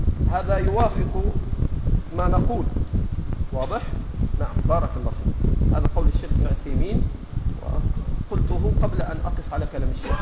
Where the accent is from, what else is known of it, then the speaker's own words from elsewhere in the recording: Egypt; accent: Egyptian; ما تاخذه المراه في لهجتنا المصريه اللي احنا بنسميها الشبكه،